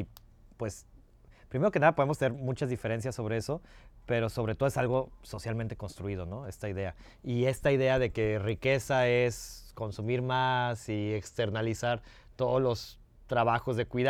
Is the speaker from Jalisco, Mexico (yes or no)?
yes; Guadalajara, Jalisco, Mexico; born there; en el barrio donde yo nací, que es en el oriente de Guadalajara, que es una zona... pues sé que Guadalajara es una ciudad muy segregada, entonces no es una zona rica para nada.